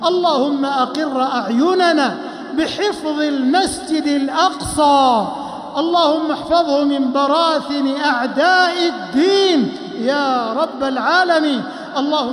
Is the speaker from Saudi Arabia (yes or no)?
yes; Saudi Arabia; اللهم احفظ بلادنا المملكة العربية السعودية من كل سوء ومكروه